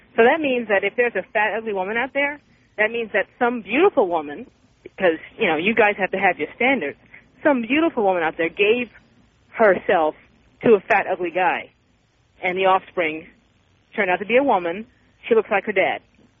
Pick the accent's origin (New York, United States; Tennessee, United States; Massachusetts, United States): New York, United States; New York City; We're from the same neighborhood. I used to live in the South Bronx.